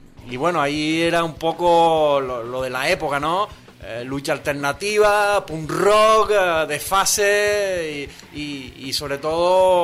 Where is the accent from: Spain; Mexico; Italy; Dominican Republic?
Spain; Canary Islands; Comencé en una emisora comunitaria en mi pueblo, donde nací, donde trabajo y donde vivo habitualmente, en la isla de Gran Canaria, en Islas Canarias, Radio Valle Seco.